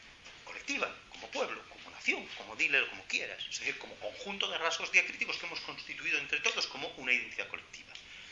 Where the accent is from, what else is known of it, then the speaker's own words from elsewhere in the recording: Galicia, Spain; yo soy gallego, ¿no? Los gallegos somos nación, o yo por lo menos soy nación, quiero decir, como gallego, ¿no?